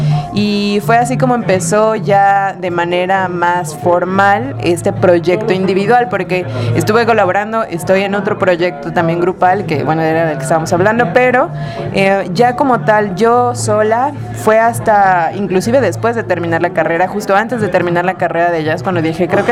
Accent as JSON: {"language": "Spanish", "region": "Puebla", "country": "Mexico", "said": "yo soy de Puebla, entonces estuve estudiando en el Conservatorio de Puebla un rato."}